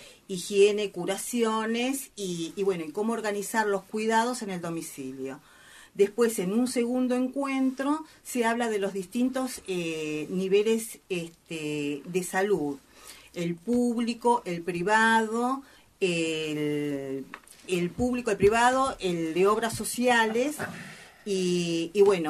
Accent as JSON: {"language": "Spanish", "region": "Buenos Aires", "country": "Argentina", "said": "Nosotros que somos de Caballito"}